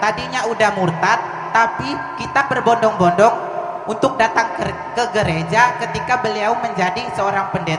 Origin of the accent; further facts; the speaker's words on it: East Nusa Tenggara, Indonesia; Perkenalkan … Asal saya dari Nusa Tenggara Timur.